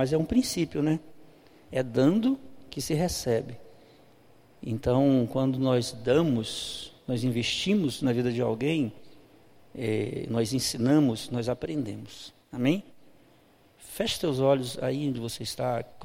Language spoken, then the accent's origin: Portuguese; Belém, Pará, Brazil; eu sou natural de Belém do Pará